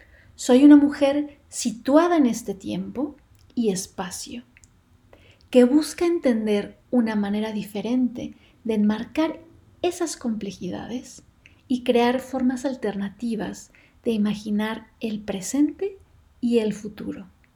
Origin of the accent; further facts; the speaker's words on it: Cauca, Colombia; Soy una mujer colombiana. Hablo desde el suroccidente colombiano. Nací y crecí en las montañas del Cauca, en un departamento que está muy al sur del país, casi en la frontera con Ecuador.